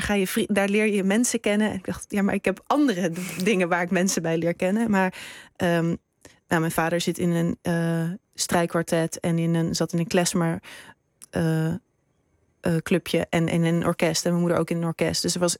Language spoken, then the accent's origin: Dutch; Amsterdam, North Holland, Netherlands; ik ben opgegroeid in Amsterdam.